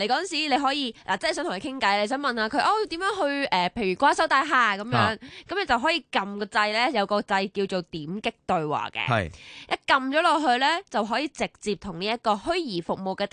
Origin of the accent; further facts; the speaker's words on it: China; 咁我哋中国人嚟噶嘛？